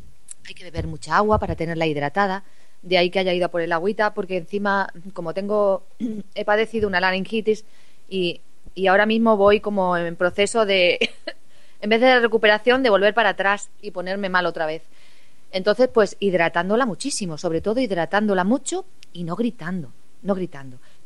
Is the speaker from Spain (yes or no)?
yes; Cáceres, Extremadura, Spain; con mi ciudad, con Cáceres, una ciudad donde yo nací, la ciudad que me lo ha dado todo, mi familia... donde vivo y resido, a pesar de que viajo mucho